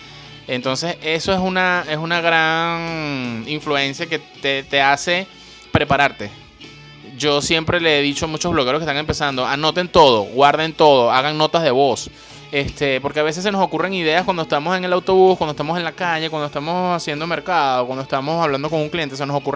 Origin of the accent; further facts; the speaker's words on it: Caracas, Capital District, Venezuela; accent: Caracas; me han dicho que es que soy demasiado venezolano. Tengo un acento, un mandibuleo demasiado caraqueño, demasiado venezolano.